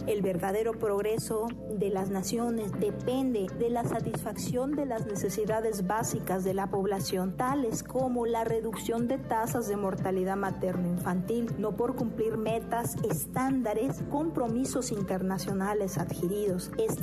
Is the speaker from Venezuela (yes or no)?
no; Mexico; No somos máquinas, los mexicanos somos seres humanos con sentimientos y aspiraciones.